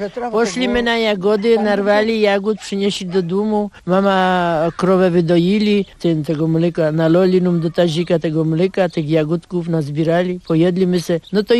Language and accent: Polish; Wierszyna, Irkutsk Oblast, Russia; Tak, tam my się rodzili. Ja się rodziłam w 37 roku i mieszkam tutaj, żyję tu